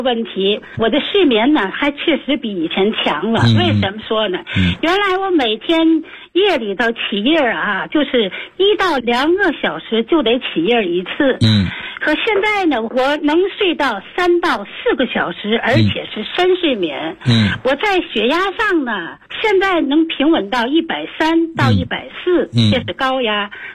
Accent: Tianjin, China; 我来自天津河东区，今年71岁。

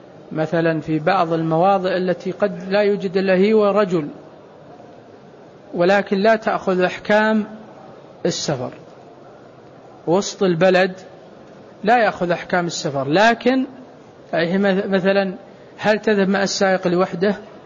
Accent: Saudi Arabia; لكن أحيانا أنا ألاحظ عندنا في السعودية مثلا غالب الناس يتمتع

